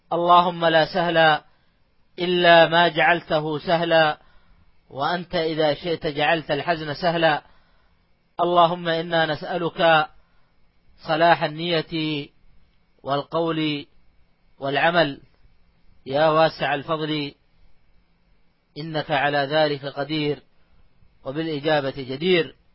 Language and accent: Arabic; Saudi Arabia; نتيجة أننا في بلادنا المملكة العربية السعودية في هذه الأيام إجازة صيفية